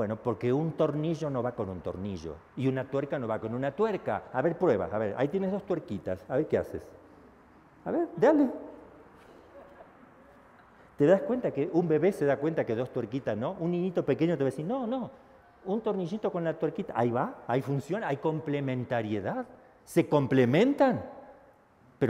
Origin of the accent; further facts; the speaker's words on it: Argentina; Disculpe que hay una palabra fea, yo soy argentino, me salió ahí.